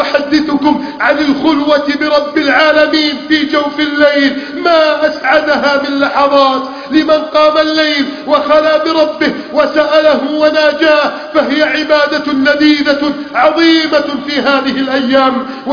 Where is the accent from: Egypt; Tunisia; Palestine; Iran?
Egypt; اللهم احفظ بلدنا مصر من كيد الكائدين